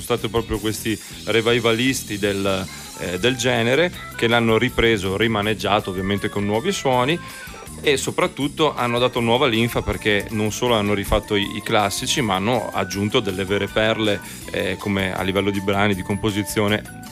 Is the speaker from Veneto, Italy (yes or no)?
yes; Padua, Veneto, Italy; prima di tutto noi siamo veneti, siamo padovani